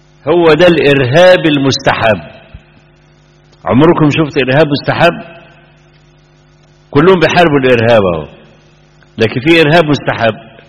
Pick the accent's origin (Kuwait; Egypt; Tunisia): Egypt; صحفي كبير كان عندنا في مصر كتب مقالة